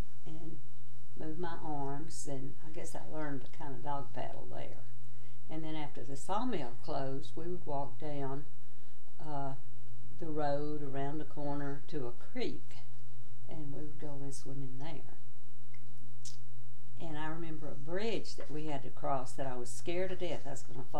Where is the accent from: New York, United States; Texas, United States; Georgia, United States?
Texas, United States; Weirgate; also born or lived in Burkeville / Newton; My first few years, I grew up in Weirgate, where my dad worked at Weir Longleaf Lumber Company. And when I was about, 9 years old, I think, we moved to Burkeville